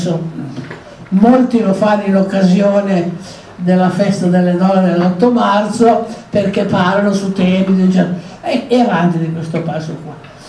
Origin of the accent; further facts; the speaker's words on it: Alessandria, Piedmont, Italy; Io vengo da Alessandria